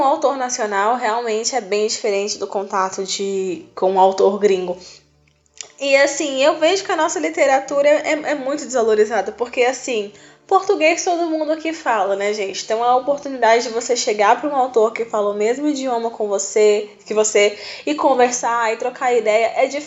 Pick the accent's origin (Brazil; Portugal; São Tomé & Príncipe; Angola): Brazil; Brasília, Federal District; eu sou de Brasília, então sempre eu preciso gastar com hospedagem, com passagem, com alimentação